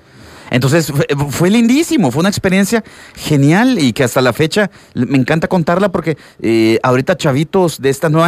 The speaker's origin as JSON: {"language": "Spanish", "country": "El Salvador", "said": "como todo salvadoreño y todo chavito de 19, wow, 20 años"}